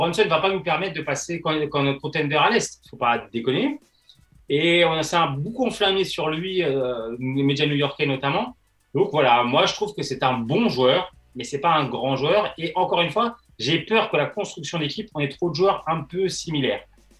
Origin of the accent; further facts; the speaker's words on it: France; Et il y a une question aussi qui peut fâcher en tant que Français